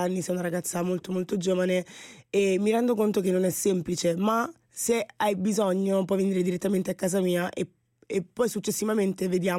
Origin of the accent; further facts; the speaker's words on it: Ostia, Lazio, Italy; Sono di Ostia, sì, ho tutto quanto a Roma